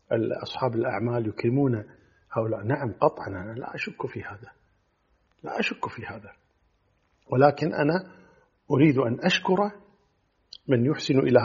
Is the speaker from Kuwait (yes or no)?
yes; Kuwait; أنا أتكلم عن بلادنا الكويت